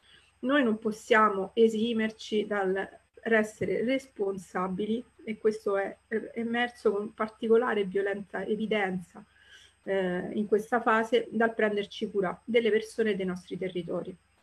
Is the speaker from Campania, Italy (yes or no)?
no; Rome, Lazio, Italy; Villa Panfili, per chi non la conosce, io sono romana